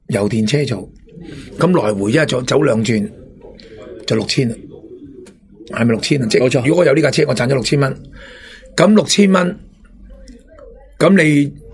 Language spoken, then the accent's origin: Cantonese; Hong Kong; 就系、是、方便各区我哋香港人做生意咧